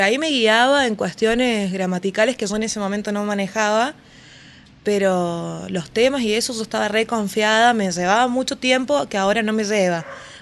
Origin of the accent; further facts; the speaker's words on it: San Luis, Argentina; moved away as an adult; now in Córdoba, Argentina; Así es, soy de San Luis y estoy viviendo acá hace ya 5 años. Me vine a estudiar y acá estoy.